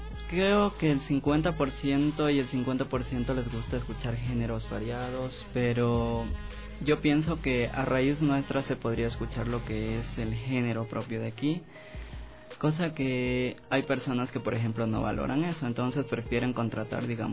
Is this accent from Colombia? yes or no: no; Ecuador; de hecho somos gente ecuatoriana